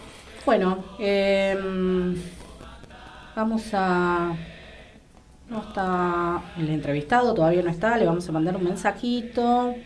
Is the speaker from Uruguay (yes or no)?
yes; Uruguay; que como uruguayas y uruguayos creemos que todavía tenemos una gran deuda pendiente en nuestro país